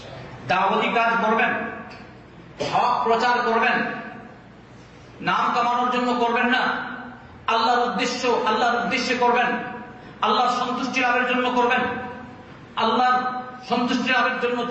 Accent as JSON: {"language": "Bangla", "country": "Bangladesh", "said": "আমি বললাম আমি কলকাতা না, আমি হচ্ছি বাংলাদেশি আর এ হচ্ছে কলকাতা।"}